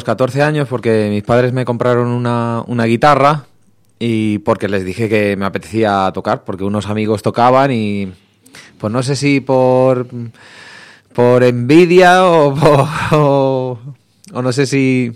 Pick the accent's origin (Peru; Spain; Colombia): Spain; Getafe, Community of Madrid; gente con la que todavía sigo viendo allí en mi ciudad natal, ¿no? En Getafe